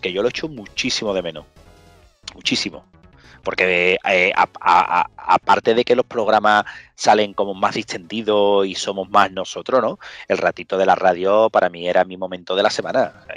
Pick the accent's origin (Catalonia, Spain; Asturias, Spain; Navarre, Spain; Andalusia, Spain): Andalusia, Spain; Como buenos andaluces que somos, por supuesto.